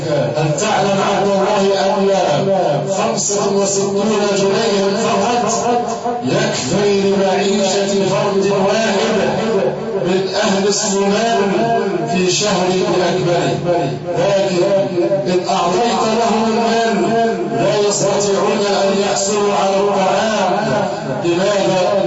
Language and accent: Arabic; Egypt; عندنا في مصر عباد الله لو كان احد الناس ياكل من المزابل